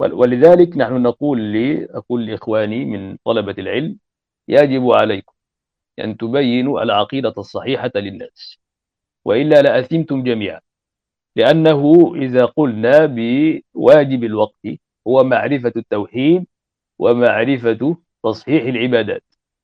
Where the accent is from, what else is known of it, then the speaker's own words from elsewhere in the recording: Egypt; يعني هذا مثل عندنا في مصر شائع